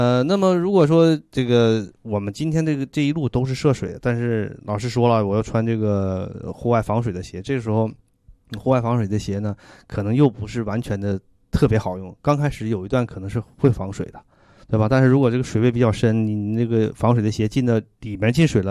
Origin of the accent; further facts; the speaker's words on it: China; 我们中国人的古人的智慧什么这个蓑衣和斗笠啊